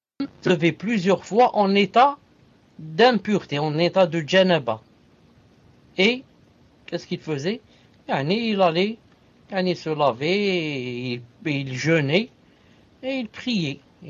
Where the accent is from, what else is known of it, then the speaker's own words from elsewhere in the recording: Algeria; il y a des gens, surtout chez nous en Algérie, par exemple